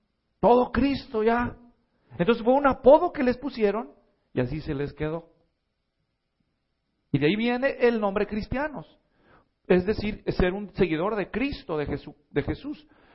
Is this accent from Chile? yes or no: no; Mexico; Porque los latinos nunca hacemos eso, nosotros no, especialmente si somos mexicanos, ¿verdad?